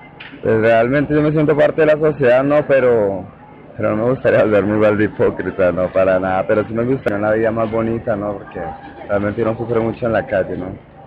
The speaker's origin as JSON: {"language": "Spanish", "region": "Tolima", "country": "Colombia", "said": "Yo soy tolimense."}